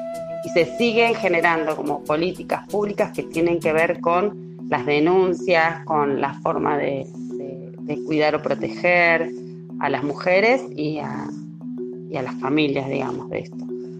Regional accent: Argentina; soy argentina, vivo en Buenos Aires y trabajo hace muchos años en centros comunitarios de acá del conurbano bonaerense.

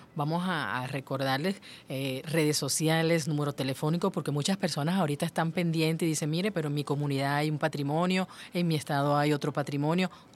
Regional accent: Venezuela

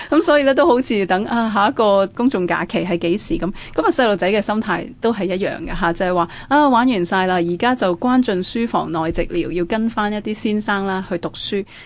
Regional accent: Guangdong, China; 即系我哋广东人讲嘅纸鹞啦

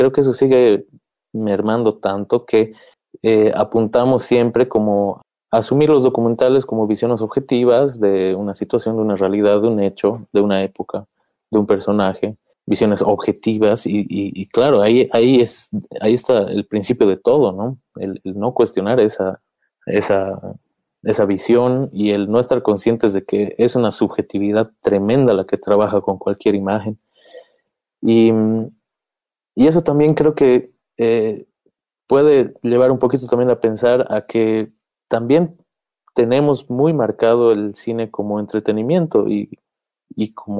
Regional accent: Bolivia; es nuestra relación con las imágenes como bolivianos

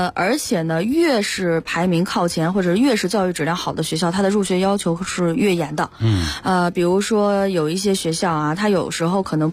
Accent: China; 比如说像我们中国人还也喜欢这种就是中国大使馆辉煌区

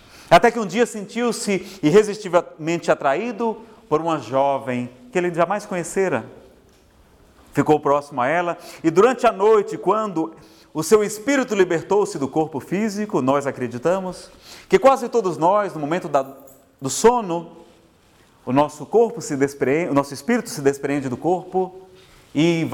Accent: Ceará, Brazil; Eu, como sou do Ceará, vou para umas paragens diferentes

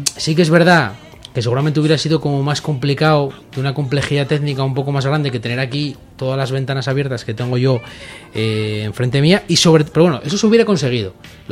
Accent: Asturias, Spain; porque somos asturianos, estamos acostumbrados.

